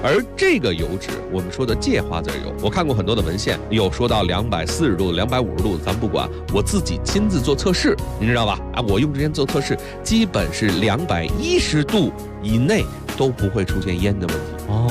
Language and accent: Chinese; China; 因为我们中国人喜欢是高温烹调